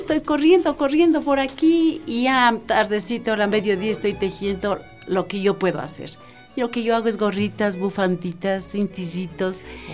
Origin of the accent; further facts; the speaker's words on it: Quito, Pichincha, Ecuador; soy quiteña. Yo nací aquí en la 12 de octubre, entre Wilson y Veintimilla. Ahí era la casa de mis abuelitos, ahí nací.